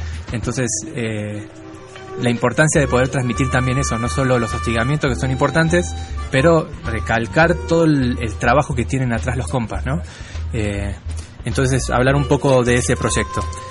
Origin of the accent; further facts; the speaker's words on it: Argentina; Por ejemplo, yo vengo de Argentina y los pueblos originarios allá están como antes del 94